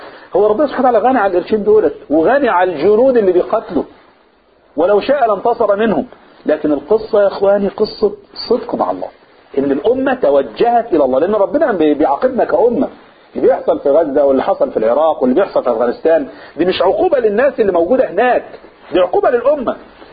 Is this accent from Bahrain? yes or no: no; Upper Egypt, Egypt; والعواصف اللي جات عندنا في الصعيد حصلت ولا ما حصلش؟